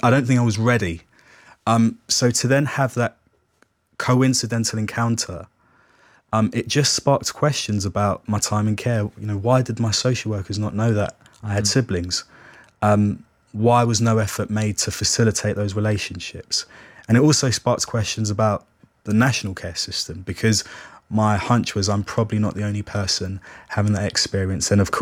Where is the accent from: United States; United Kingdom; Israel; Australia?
United Kingdom; London; I grew up in care in South London. I lived with four different foster families, and also I spent time in a residential care home.